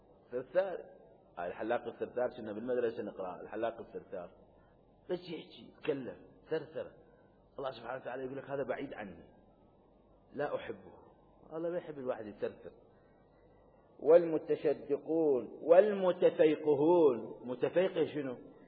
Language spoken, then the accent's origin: Arabic; Iraq; عشان عندنا بالعراق والدي الله يرحمه أمواتكم فالمنطقة كانت عشائرية